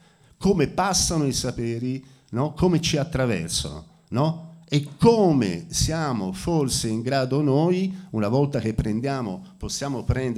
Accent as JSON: {"language": "Italian", "region": "Friuli-Venezia Giulia", "country": "Italy", "said": "io in realtà sono friulano"}